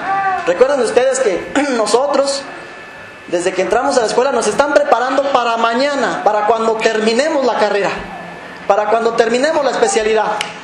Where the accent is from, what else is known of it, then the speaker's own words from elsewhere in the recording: Michoacán, Mexico; Soy nativo de una comunidad indígena de Michoacán, del pueblo purépecha. Lamentablemente ya no conocí la lengua purépecha, no la hablo, no la entiendo.